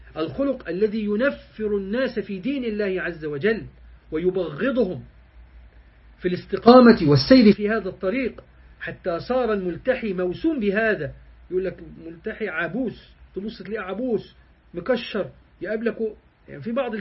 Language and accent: Arabic; Egypt; اللي هي بنسميها احنا عندنا في مصر الشوربة